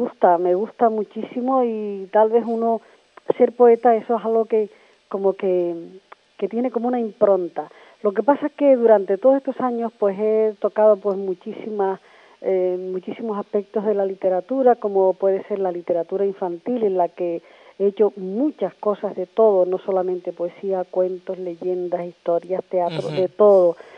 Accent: Güímar, Canary Islands, Spain; also born or lived in La Gomera; now in Granadilla, Spain; yo nací en La Gomera, pero he vivido toda mi vida en el sur de Tenerife, primero en Güímar y ahora en Granadilla.

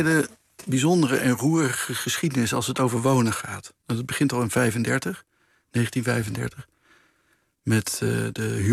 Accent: North Brabant, Netherlands; Nee, ik groeide op in Brabant.

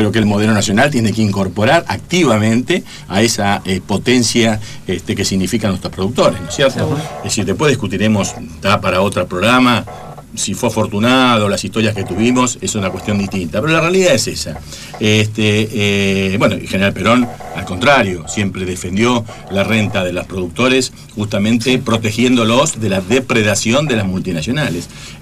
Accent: Esperanza, Santa Fe, Argentina; Yo me he criado en el campo, yo soy, digamos, la compañera santafesina, yo soy de Esperanza, Santa Fe, o sea, conozco en carne propia, porque pasé mi infancia ahí

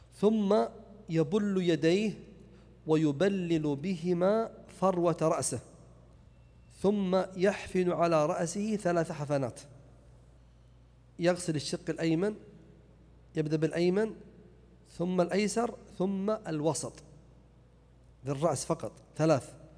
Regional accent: Najd, Saudi Arabia; إما عليها جدايل أو سمى عندنا في نجد قرون

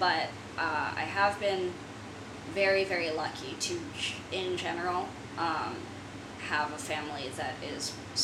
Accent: San Francisco, California, United States; growing up in San Francisco, which, at least while I was there, and the environments that I was moving through, especially as a younger child when this movie came out, it's a lot of Asian American people there

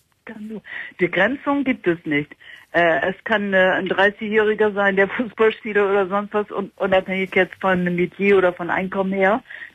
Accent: Bremen, Germany; Ich komme ja aus Bremen.

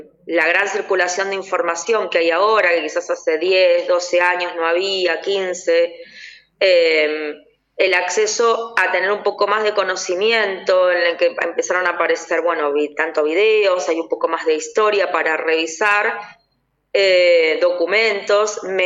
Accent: Remedios de Escalada, Buenos Aires Province, Argentina; yo soy de Remedios de Escalada, de Lanús

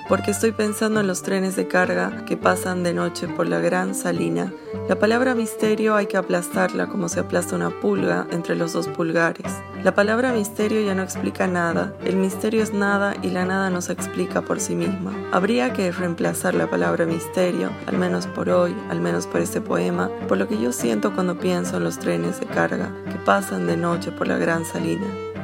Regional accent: Entre Ríos, Argentina; now in Buenos Aires, Argentina; Soy entrerriano, medio tucumano y salteño en Buenos Aires. Una especie de entrerriano, etcétera, etcétera, hasta la muerte, que vive en Buenos Aires.

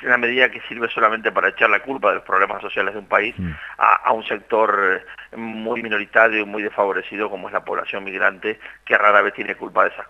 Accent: La Pampa, Argentina; fui a un pueblo de La Pampa, muy pequeño de donde soy

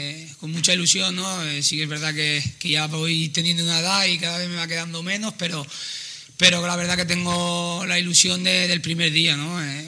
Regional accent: Crevillente, Valencian Community, Spain; tocaba hoy el brazalete de mi pueblo

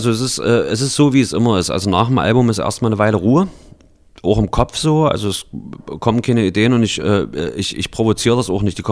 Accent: Halle, Saxony-Anhalt, Germany; dem Lied über meine Heimatstadt Halle, die Stadt, die keiner kennt

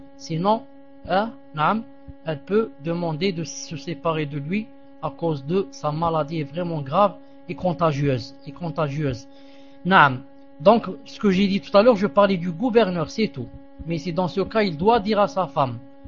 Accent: Algeria; accent: Algerian Arabic; Et moi, je parle avec eux avec arabe dialectique comme l'arabe que je parle quand je suis chez moi en Algérie.

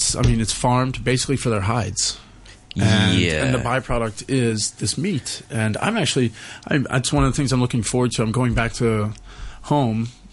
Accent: the South, United States; I mean, as an American, we don't really have many vegetables.

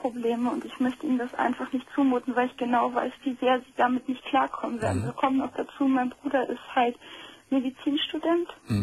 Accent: Bavaria, Germany; now in Northern Germany; wir sind vor 97 sind wir von Bayern nach Norddeutschland gezogen. Das war schon mal ein sehr großes Einschnittserlebnis.

